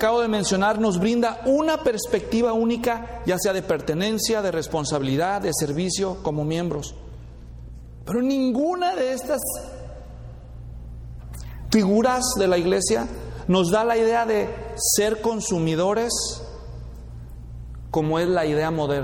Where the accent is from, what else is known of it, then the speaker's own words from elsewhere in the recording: El Salvador; Es hondureño, pues, soy salvadoreño.